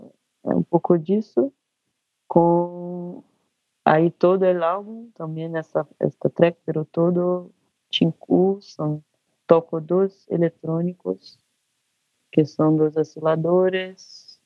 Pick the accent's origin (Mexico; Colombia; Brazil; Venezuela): Brazil; Spanish is a second language; Soy una artista brasileña, vivo acá en Río de Janeiro.